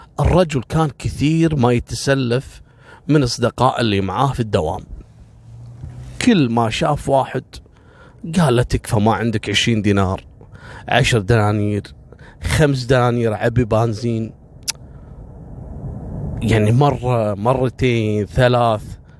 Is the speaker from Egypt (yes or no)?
no; Kuwait; عندنا في الكويت،